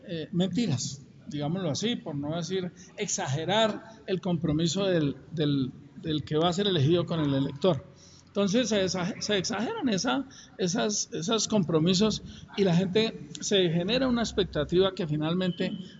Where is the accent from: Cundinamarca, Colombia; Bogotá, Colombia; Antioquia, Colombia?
Cundinamarca, Colombia; Sibaté; yo soy de Cibaté, pero acordémonos que Cibaté era una inspección de policía de Soacha cuando yo nací. Yo tenía como 9 años cuando surgió la independencia de Soacha de Cibaté.